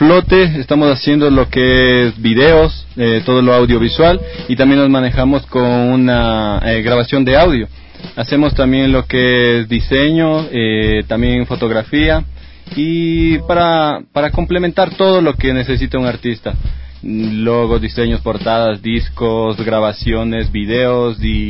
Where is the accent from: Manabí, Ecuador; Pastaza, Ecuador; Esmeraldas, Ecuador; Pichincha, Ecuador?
Pichincha, Ecuador; como somos del Valle de los Chillos